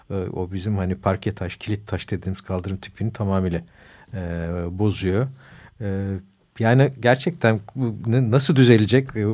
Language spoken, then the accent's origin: Turkish; Kadıköy, Istanbul, Turkey; Bir Kadıköy'lü olarak evet yani İstanbul'un o bölgesinde